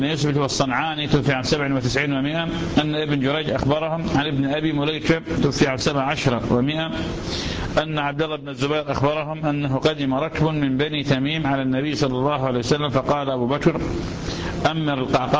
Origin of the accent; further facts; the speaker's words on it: Iraq; سادة شكرين عندنا بالعراق